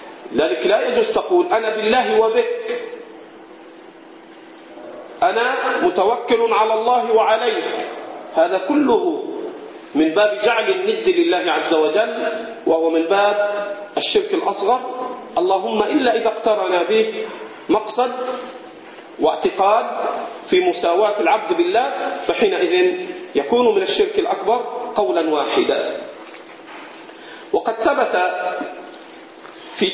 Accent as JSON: {"language": "Arabic", "country": "Egypt", "said": "البط عندنا في مصر صوته من أشد أصوات الطيور"}